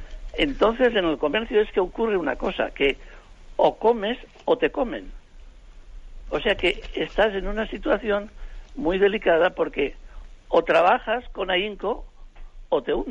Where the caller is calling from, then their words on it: Alicante, Valencian Community, Spain; de Alicante.